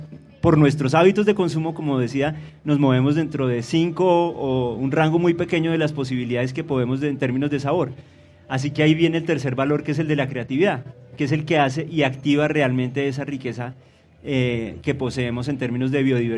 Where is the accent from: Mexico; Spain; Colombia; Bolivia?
Colombia; O sea que como colombianos, por el hecho de vivir en el país